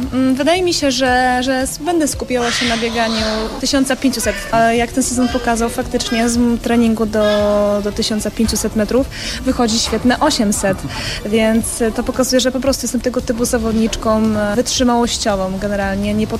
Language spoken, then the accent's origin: Polish; Pomeranian Voivodeship, Poland; Pochodzę z Kaszub, mieszkam cały czas na Kaszubach. Szwajcaria Kaszubska, jeziora, kiedyś żeglowałam, więc naprawdę uwielbiam miejsce, z którego pochodzę